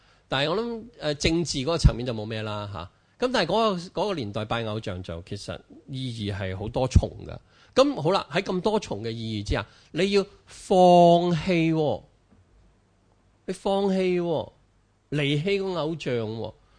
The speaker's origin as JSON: {"language": "Cantonese", "country": "China", "said": "我哋中國人好慣噶啦"}